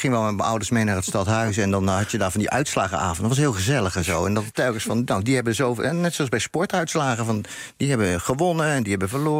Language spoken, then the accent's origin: Dutch; North Brabant, Netherlands; En het leek ook op Brabant, met die gezelligheid waar ik opgroeide.